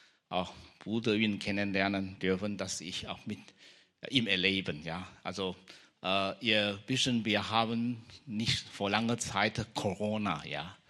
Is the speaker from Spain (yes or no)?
no; Taiwan; now in Germany; ich komme aus Taiwan und ich bin vor 30 Jahren circa bin hierher gekommen.